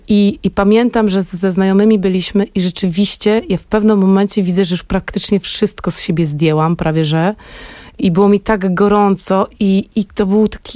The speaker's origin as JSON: {"language": "Polish", "town": "Poznań", "region": "Greater Poland Voivodeship", "country": "Poland", "said": "Ja jestem z Poznania, więc ta sala jest mi bardzo, bardzo, bardzo bliska"}